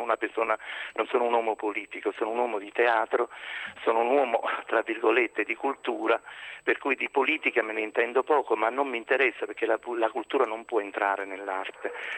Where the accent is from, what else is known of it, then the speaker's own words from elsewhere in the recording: Naples, Campania, Italy; io che sono napoletano sono orgoglioso di dirle queste cose.